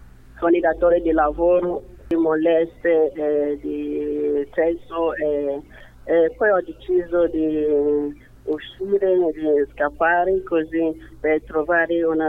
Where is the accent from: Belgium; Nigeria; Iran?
Nigeria; Italian is a second language; now in Italy; la strada è proprio lunga, cioè dal mio paese, dalla Nigeria alla Libia.